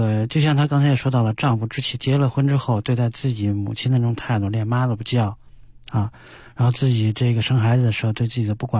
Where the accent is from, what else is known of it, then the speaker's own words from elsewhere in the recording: China; 我想以我们中国人交往的礼仪，大多人都不会说当着你的面说你